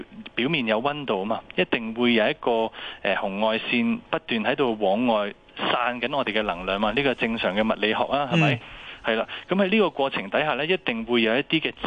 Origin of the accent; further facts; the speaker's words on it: China; 因为我哋中国人有一句说话咧，叫做一元之始，万象更新。